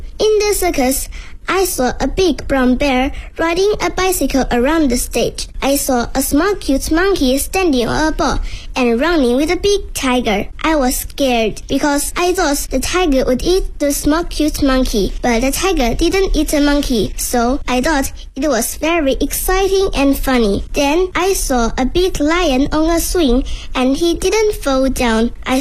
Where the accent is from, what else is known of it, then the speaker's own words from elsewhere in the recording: Shenzhen, Guangdong, China; Hello everyone … I am 9 years old. I am from Shenzhen, a big city in Guangdong Province in China.